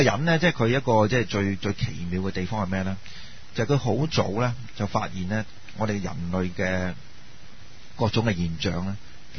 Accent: Guangdong, China; 譬如话我哋广东人咁样，咁即系三，我哋中意啦。

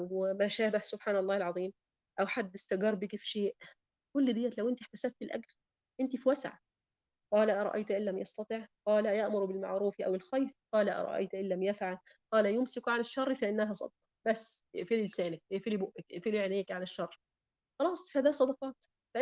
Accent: Egypt; طيب دلوقتي في ضيق المعيشه في عندنا في مصر مثلا

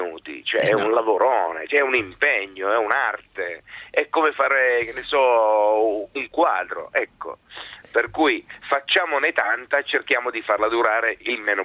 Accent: Calabria, Italy; Sto preparando uno spettacolo nuovo che parlerà dell'Italia, ma di quanto siamo italiani noi

